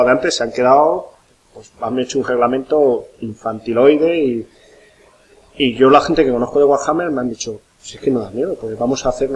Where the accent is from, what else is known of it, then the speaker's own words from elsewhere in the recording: Salamanca, Castile and León, Spain; yo soy de Salamanca allí